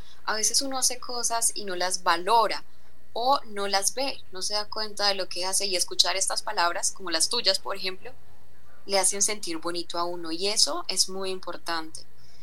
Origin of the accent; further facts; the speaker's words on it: Zaragoza, Antioquia, Colombia; now in Medellín, Colombia; yo nací aquí en Medellín, hasta los 5 años viví aquí, luego me fui a un pueblo de Antioquia que es más hacia el norte, al nordeste, más hacia la parte costa, que se llama Zaragoza, y allá viví hasta los 19 años, y luego ya regresé a Medellín.